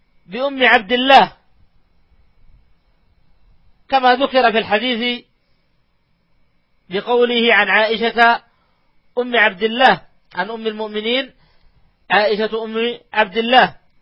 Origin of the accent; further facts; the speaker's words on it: Saudi Arabia; نتيجة أننا في بلادنا المملكة العربية السعودية في هذه الأيام إجازة صيفية